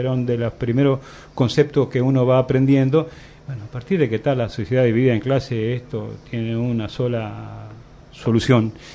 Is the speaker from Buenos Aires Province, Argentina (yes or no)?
no; Entre Ríos, Argentina; moved away; yo junto a mi hermano venimos de Entre Ríos. Allí nos habían mandado los viejos